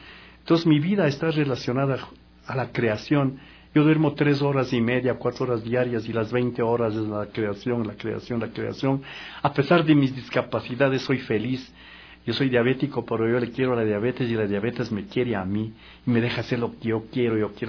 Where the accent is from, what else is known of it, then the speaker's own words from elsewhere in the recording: Cotopaxi, Ecuador; Lo más importante también haber salido a la Tacunga, yo soy de Cotopaxi